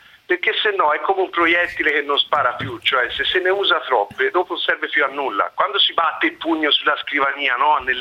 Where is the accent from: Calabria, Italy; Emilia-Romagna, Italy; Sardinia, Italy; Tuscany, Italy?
Tuscany, Italy; now in Milan, Italy; io sono toscano, trapiantato a Milano